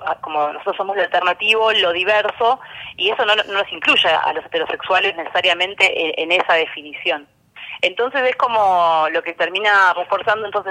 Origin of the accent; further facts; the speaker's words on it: Buenos Aires, Argentina; Igual quería hacer una aclaración, que soy de Buenos Aires.